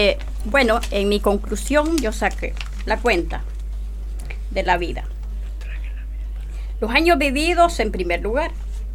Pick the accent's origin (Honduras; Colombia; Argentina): Honduras; y soy hondureña.